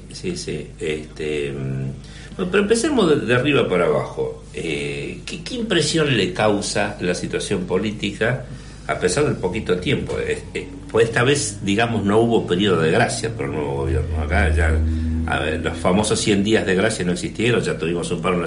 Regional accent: Argentina; porque yo como buen argentino iba dejando

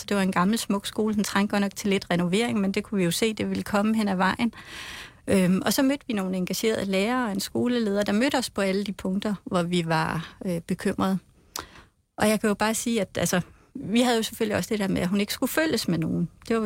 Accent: Frederikshavn, North Denmark Region, Denmark; jeg kommer fra Frederikshavn, og jeg er selv gået i folkeskole

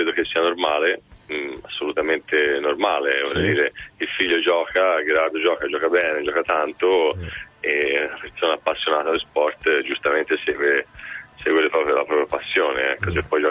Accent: Livorno, Tuscany, Italy; io sono originario di Livorno, quindi Toscana, nelle mie zone è spesso successo

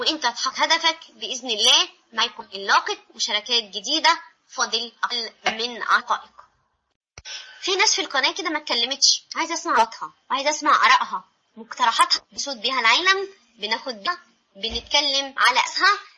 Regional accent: Egypt; لان احنا كشعب مصري ما عندناش تحضر

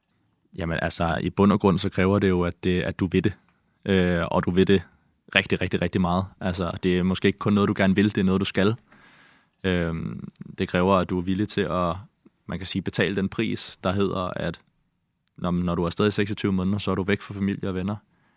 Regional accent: Copenhagen, Capital Region of Denmark, Denmark; also born or lived in Greenland; Jeg er vokset op på Amager, og jeg har boet 5 år i Grønland, da jeg var yngre, mellem jeg var 8 og 13.

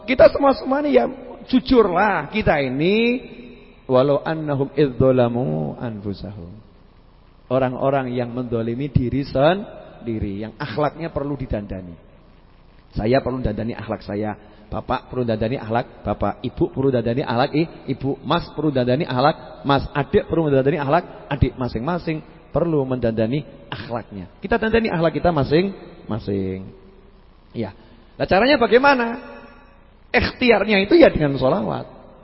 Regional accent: Surakarta, Central Java, Indonesia; Oh, saya itu orang Solo kan kalau ngomong Inggris suka salah-salah.

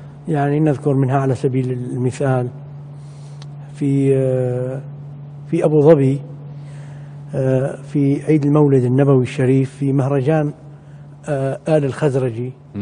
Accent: Damascus, Damascus Governorate, Syria; أنا أحد المنشدين من الشام، من دمشق

